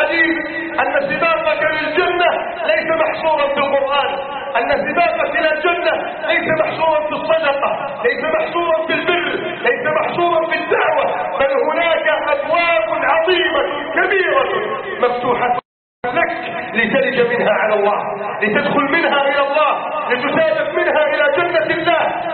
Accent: Egypt; واجعل بلدنا مصر آمنا مطمئنا وسائر بلاد

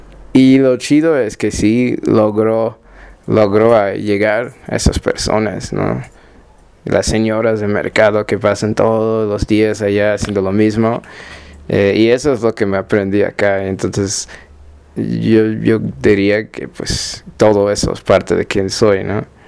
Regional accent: Australia; Spanish is a second language; also born or lived in Ethiopia; como me nací en Etiopía y me crecí en Australia, o sea, un poquito de tiempo en Etiopía y luego crecí en Australia, pero ya tengo varios años como viviendo en diferentes partes de América Latina.

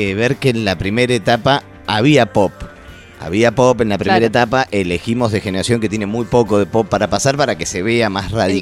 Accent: Berazategui, Buenos Aires Province, Argentina; Yo soy de Brazategui

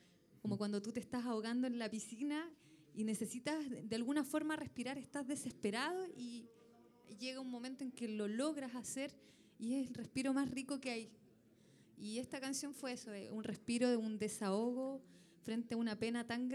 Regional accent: Santiago, Chile; born there; now in Iquique, Chile; Bueno, yo nací en Santiago.

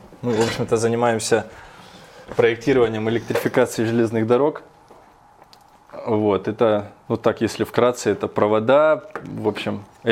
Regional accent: Rostov-on-Don, Rostov Oblast, Russia; Как бы командировки пока были в основном у меня на юг, я же из Ростова.

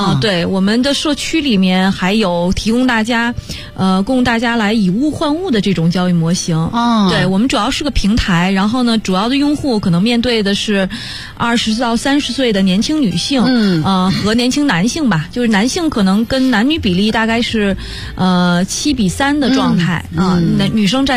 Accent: Beijing, China; 我是北京人。

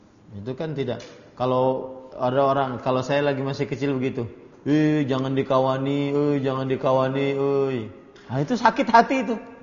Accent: South Kalimantan, Indonesia; Kemudian kita orang Banjar naik bertiga ataupun berdua. Kemudian kita ngobrol-ngobrol dengan bahasa Banjar.

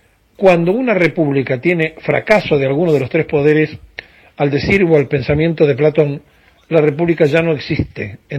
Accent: Argentina; Nosotros como argentinos estamos en crisis

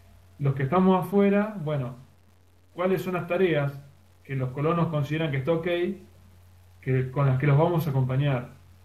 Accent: Mar del Plata, Buenos Aires Province, Argentina; Yo soy originario de Mar del Plata también.

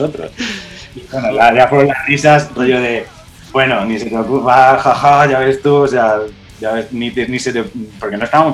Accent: Albacete, Castilla-La Mancha, Spain; somos cuatro tíos de Albacete que somos de puta madre

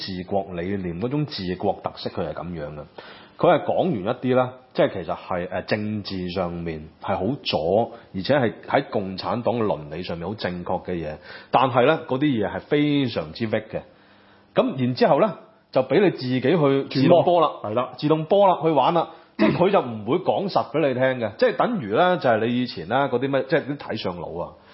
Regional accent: Hong Kong; 喂其實你是令到我們香港人是更加悲

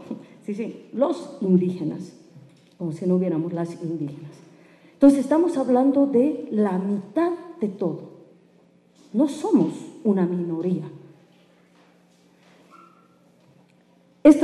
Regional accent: La Paz, Bolivia; vengo de Choqueago Marca, La Paz

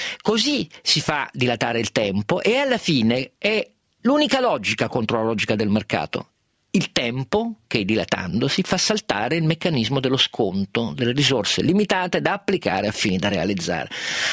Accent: Piedmont, Italy; io sono piemontese, punto numero uno, ma non vuol dire niente

